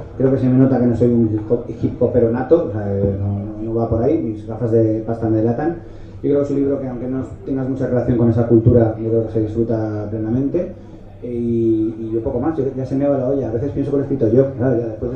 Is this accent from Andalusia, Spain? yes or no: no; Madrid, Community of Madrid, Spain; es que soy de Madrid, perdón, aquí no sé qué bebéis